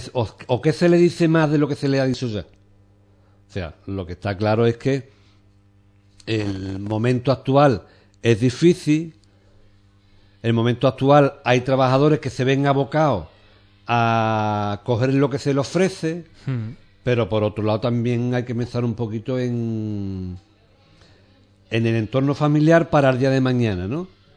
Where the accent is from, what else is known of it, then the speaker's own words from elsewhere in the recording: Ubrique, Andalusia, Spain; yo creo que todos los que somos de Ubrique conocemos esta realidad